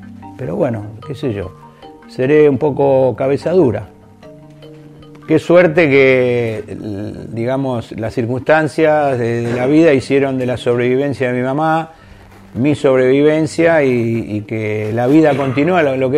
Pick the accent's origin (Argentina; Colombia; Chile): Argentina; born there; tengo 67 años, nací acá en la Argentina, orgulloso de serlo.